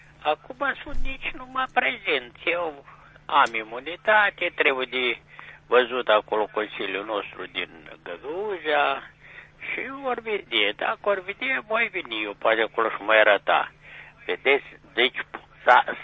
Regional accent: Moldova; care suntem moldoveni

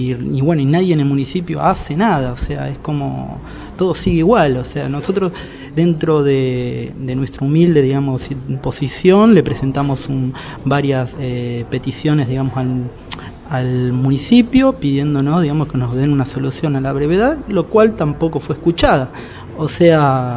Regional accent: Moreno, Buenos Aires Province, Argentina; yo como ciudadano, digamos, de Moreno y también como argentino

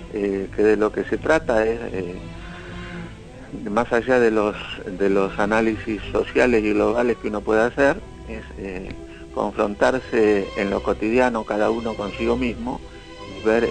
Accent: Argentina; entonces que somos los argentinos.

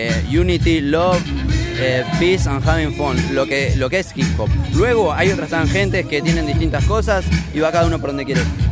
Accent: Miramar, Buenos Aires Province, Argentina; yo tengo 33, estoy desde los 15, ¿entendés? Yo soy de Miramar, de al lado de Mar del Plata

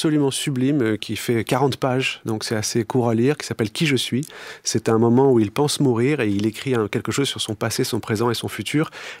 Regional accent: Nice, Provence-Alpes-Côte d'Azur, France; Quand on est niçois, le pistou c'est fondamental, vous savez.

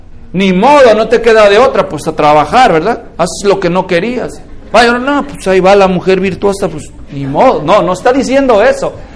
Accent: Guadalajara, Jalisco, Mexico; así funcionaba en México, yo crecí en Guadalajara

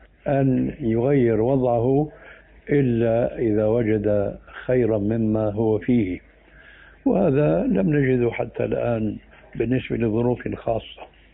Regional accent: Damascus, Damascus Governorate, Syria; moved away as an adult

